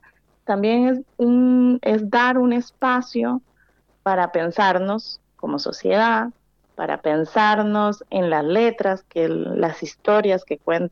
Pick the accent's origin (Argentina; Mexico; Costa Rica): Costa Rica; Limón; yo soy centroamericana, nací en el Caribe de Costa Rica, y crecí escuchando boleros, trovadores en la playa